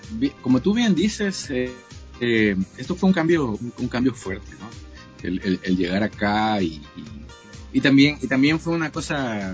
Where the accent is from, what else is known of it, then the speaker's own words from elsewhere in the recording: Ecuador; moved away; todas las experiencias que tuve allá en Ecuador, en mi país, de compartir música con grandes músicos